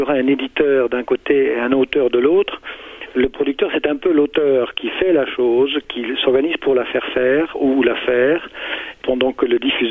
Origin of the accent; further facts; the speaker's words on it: Cologne, North Rhine-Westphalia, Germany; now in France; je suis français d'origine allemande de Cologne, plus précisément. Je vis maintenant en France depuis une trentaine d'années.